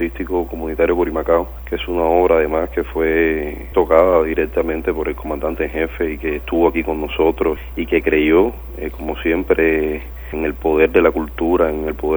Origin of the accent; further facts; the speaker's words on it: Cuba; nosotros como cubanos y como artistas revolucionarios nunca íbamos a estar preparados